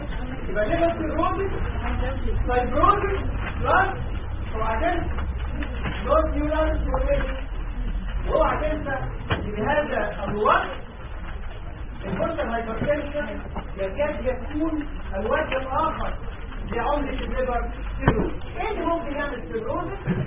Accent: Egypt; الحقيقه في سببين مشهورين جدا في الفايبروزس عندنا في مصر

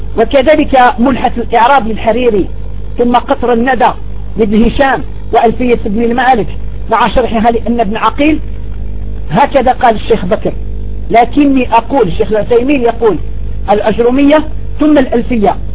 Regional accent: Algeria; فها نحن ندرس هذه الكتب في بلادنا الجزائر والحمد لله

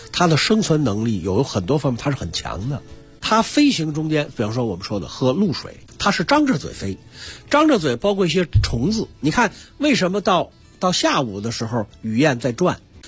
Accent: Beijing, China

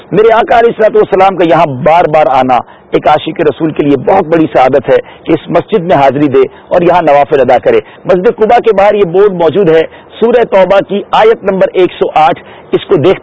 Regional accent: Karachi, Sindh, Pakistan; ہم باب المدینہ کراچی سے ہیں.

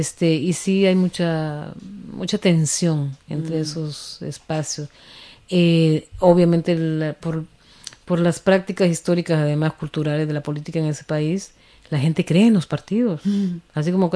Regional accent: Honduras; moved away; yo hace rato que salí de Honduras

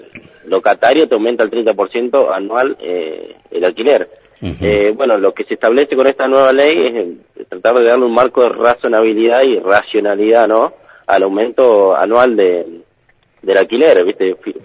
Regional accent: Viedma, Río Negro, Argentina; Soy de Viedma, sí.

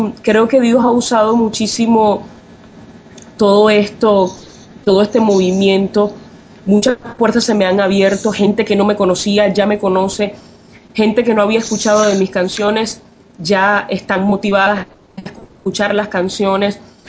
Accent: Venezuela; Te cuento que en Venezuela, en mi país, bueno, esto ha sido una gran emoción

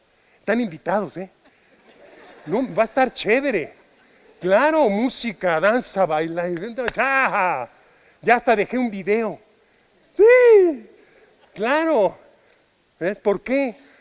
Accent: Mexico; Yo soy mexicano. Yo no pertenezco a España más que en amor.

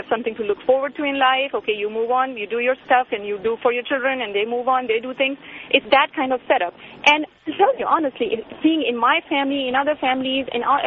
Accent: India; I'm from India and I grew up in India and born and brought up with cultural Indian values.

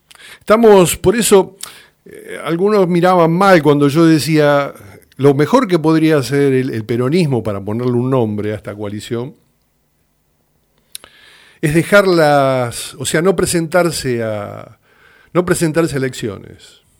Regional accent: Argentina; percibo que somos un colectivo argentino, un grupo humano con una identidad

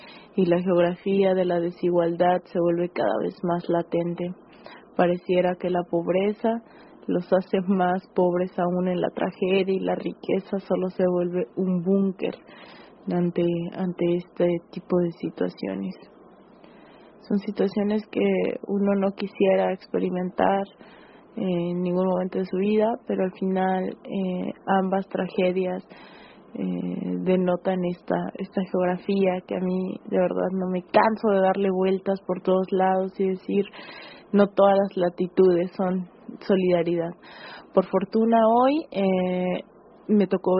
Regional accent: Mexico; ustedes saben, soy de México

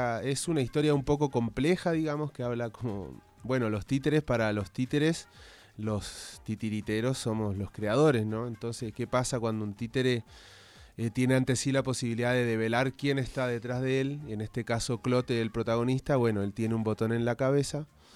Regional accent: Chile; Yo soy chileno, ella es porteña.

